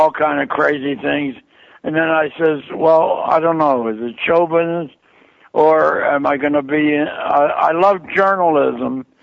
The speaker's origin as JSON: {"language": "English", "town": "Pittsburgh", "region": "Pennsylvania", "country": "United States", "tie": "born or raised there", "said": "when I got out of service, I started playing around my hometown of Pittsburgh and became like the local comic."}